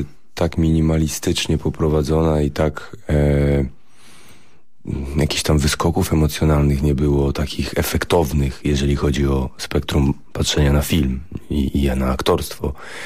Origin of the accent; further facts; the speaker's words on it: Warsaw, Masovian Voivodeship, Poland; Ja jestem warszawiakiem, urodzonym tutaj